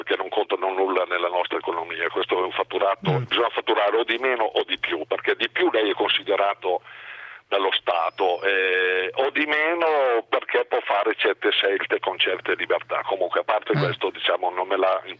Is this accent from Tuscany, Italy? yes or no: no; Reggio Emilia, Emilia-Romagna, Italy; io sono un emiliano di Reggio Emilia.